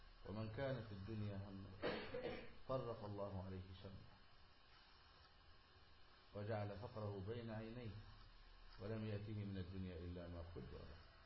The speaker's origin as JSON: {"language": "Arabic", "country": "Egypt", "said": "من علماء بلدنا مصر"}